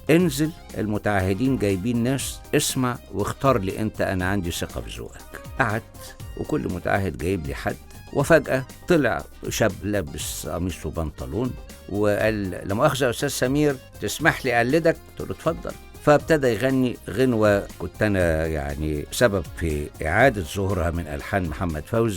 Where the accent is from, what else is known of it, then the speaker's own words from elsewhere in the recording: Port Said, Port Said Governorate, Egypt; moved away; من ساعة ما جيت من رحلتي الطويلة من سنة 76 وانا جاي من بورسعيد عشان اكل العيش